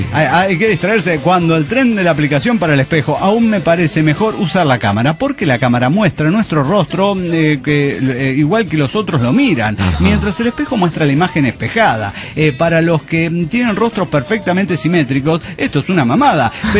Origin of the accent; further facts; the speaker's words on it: San Luis Potosí, Mexico; de San Luis Potosí.